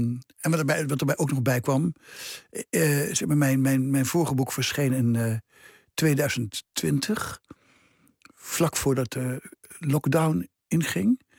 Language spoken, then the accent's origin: Dutch; Nijmegen, Gelderland, Netherlands; moved away as an adult; Mijn geboorteplaats, die ik al heel lang geleden verlaten heb, toen ik 25 was.